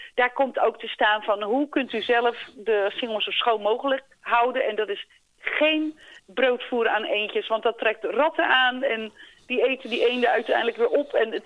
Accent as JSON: {"language": "Dutch", "town": "Oostvoorne", "region": "South Holland", "country": "Netherlands", "tie": "born there", "said": "Ik ben eigenlijk geboren in Oostvoorne."}